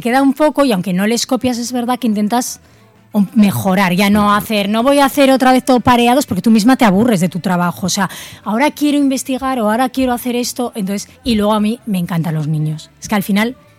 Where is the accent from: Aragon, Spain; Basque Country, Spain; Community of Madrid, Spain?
Aragon, Spain; Zaragoza; es la primera vez que publico con una editorial de Zaragoza, que ya me hacía ilusión publicar en mi tierra